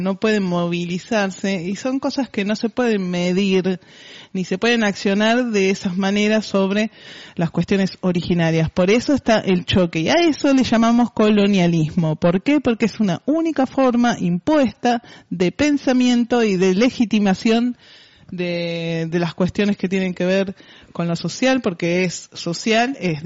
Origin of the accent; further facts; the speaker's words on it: Buenos Aires, Argentina; now in Junín, Argentina; Porque yo … no dejo de ser mapuche simplemente porque fui criada y nacida en Capital y me vine a vivir a Junín.